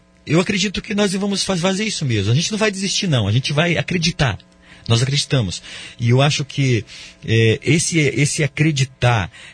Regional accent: Brazil; Eu acredito que o brasileiro é um sonhador, né? Nós somos brasileiros e nós sonhamos bastante.

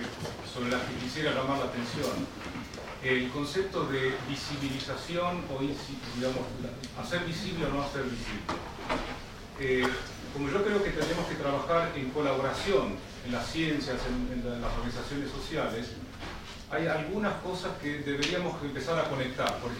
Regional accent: Neuquén, Argentina; yo vengo de la Patagonia, en Neuquén

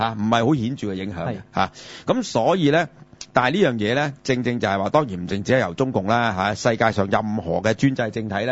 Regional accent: Hong Kong; 我哋嘅香港啦嚇、啊，我哋嘅家鄉港啦。

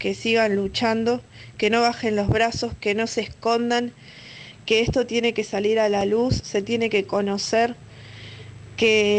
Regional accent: Mar de Ajó, Buenos Aires Province, Argentina; born there; Yo soy nacida en Mar de Ajó

